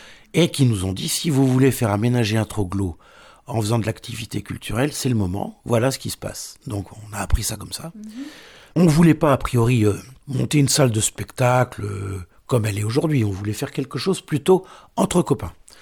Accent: Casablanca, Casablanca-Settat, Morocco; Mais on n'est pas breton du tout. Hein. Moi, je viens de Casablanca, Maroc, ce n'est pas tout à fait la Bretagne.

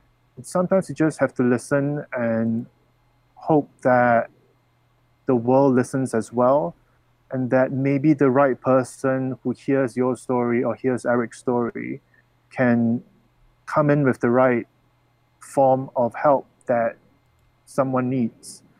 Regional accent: Singapore; You know, I'm from Singapore, and we are known very well around the world for being very efficient, for great in mathematics and science.

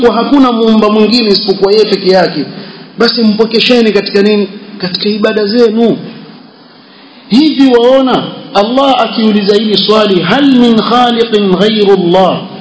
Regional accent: Hadhramaut, Yemen; kule kwetu Hadhramaut

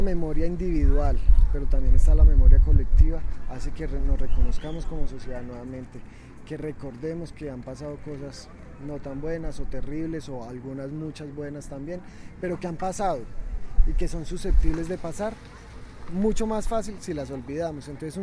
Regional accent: Colombia; Nosotros somos, como colombianos, una sociedad que tiende a olvidar muy fácilmente

